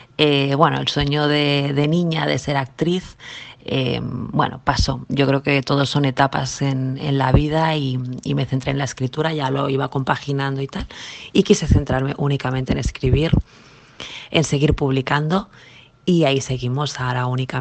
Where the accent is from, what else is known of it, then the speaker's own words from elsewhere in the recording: Extremadura, Spain; una foto de mi pueblo de Extremadura